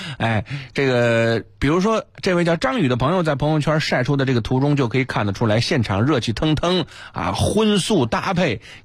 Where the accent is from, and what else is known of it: Beijing, China